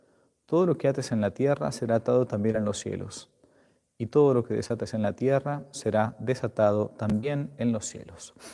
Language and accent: Spanish; Argentina; Ahora que en mi país poco a poco se va ablandando la cosa, todavía los templos en Argentina no están abiertos para la misa pública